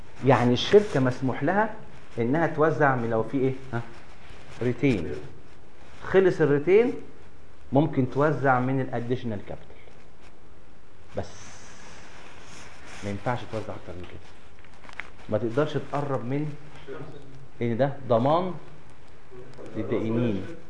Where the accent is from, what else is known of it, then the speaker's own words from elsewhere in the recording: Egypt; يمكن مش عندنا في مصر والحمد لله لغايه دلوقتي كويس